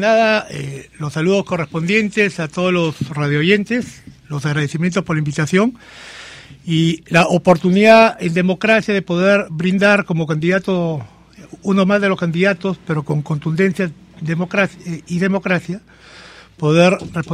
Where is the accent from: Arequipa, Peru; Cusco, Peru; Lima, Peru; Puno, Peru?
Lima, Peru; Miraflores; soy nacido en Miraflores. Soy un verdadero miraflorino, jugado en las calles con la tranquilidad y la seguridad que se vivía en el distrito. He estudiado en un colegio del distrito, el Colegio San José de Miraflores. Me bauticé en la Iglesia Asunción.